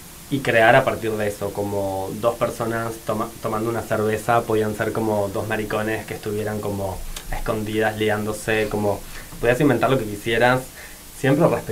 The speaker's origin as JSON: {"language": "Spanish", "country": "Argentina", "moved": "as an adult", "lives_now": "Basque Country, Spain", "said": "yo soy de Argentina y vine a hacer el máster este en 2022, entonces tenía que durante este año y medio que iba a estar en el País Vasco"}